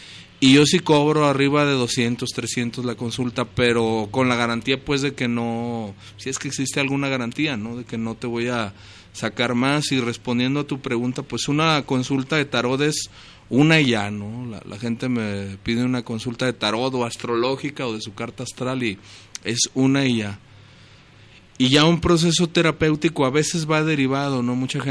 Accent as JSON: {"language": "Spanish", "town": "Guadalajara", "region": "Jalisco", "country": "Mexico", "tie": "born or raised there", "said": "cuando veía reuniones allá en mi barrio, en Atemajac, mi barrio natal"}